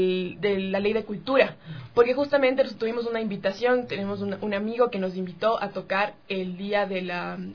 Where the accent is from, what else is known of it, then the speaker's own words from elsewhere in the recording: Quito, Pichincha, Ecuador; tengo 24 años, y bueno, yo soy de Quito, soy la única quiteña acá.